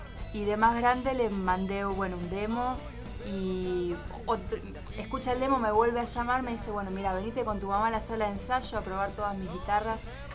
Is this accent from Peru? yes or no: no; Patagonia, Argentina; Entonces, en agosto del 2013, nos venimos de la Patagonia para acá grabar el disco todo el mes.